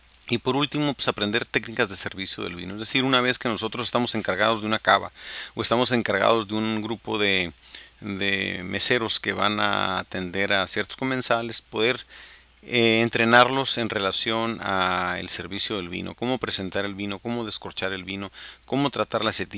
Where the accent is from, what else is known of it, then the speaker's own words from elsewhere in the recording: Baja California, Mexico; los que somos de Baja California, pues sabemos que la gran mayoría del vino de México se produce en Baja California